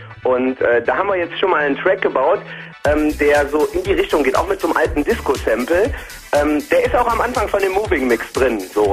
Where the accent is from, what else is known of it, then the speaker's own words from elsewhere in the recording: North Rhine-Westphalia, Germany; Also ich bin hier groß geworden, also ich bin wirklich auch hier in der Nähe von Heinsberg aufgewachsen und habe meine Wurzeln hier